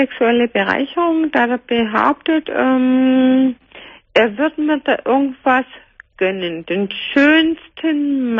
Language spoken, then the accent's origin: German; Germany; Ich bin Deutsche.